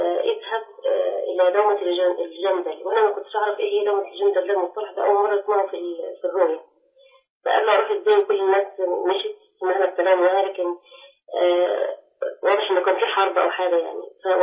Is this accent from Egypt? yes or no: yes; Egypt; also born or lived in Medina; أنا من مصر بس كنت في المدينة.